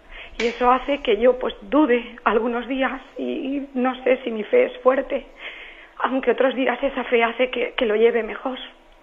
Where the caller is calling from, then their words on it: Valencia, Valencian Community, Spain; de Valencia.